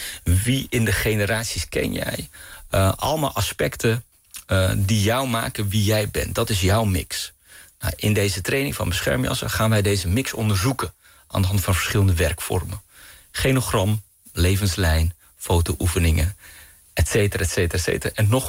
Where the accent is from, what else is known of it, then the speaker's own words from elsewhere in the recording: Amsterdam, North Holland, Netherlands; born there; Mijn moeder is Surinaams Hindoestaans, mijn vader is Pakistaans. Ze hebben elkaar ontmoet in Amsterdam. En ik ben geboren in Amsterdam.